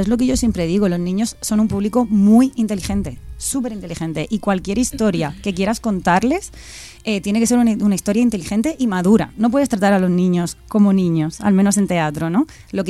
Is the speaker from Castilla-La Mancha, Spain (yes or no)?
no; Cieza, Region of Murcia, Spain; now in Madrid, Spain; yo ni siquiera soy de Murcia capital, yo soy de un pueblecito que se llama Cieza